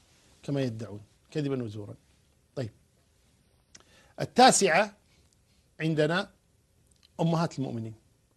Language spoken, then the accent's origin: Arabic; Kuwait; عندنا في الكويت